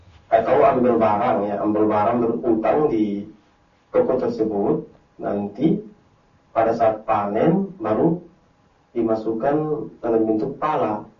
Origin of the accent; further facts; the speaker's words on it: Banda, Maluku, Indonesia; Di kampung kami, Ustaz, di Banda, itu pedagang pala.